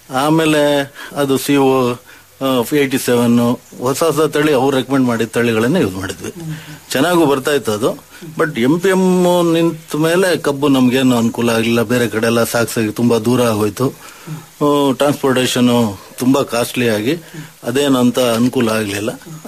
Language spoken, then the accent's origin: Kannada; Narasimharajapura, Karnataka, India; ನಾವು ಮೂಲತಃ ಅಂದ್ರೆ ಜಾಸ್ತಿ ನಾವು ಎನ್ನಾರ್ಪುರ ಮಲೆನಾಡು ಕಡೆಯವರು, ಮುಳುಗಡೆ ಭಾಗದವ್ರು.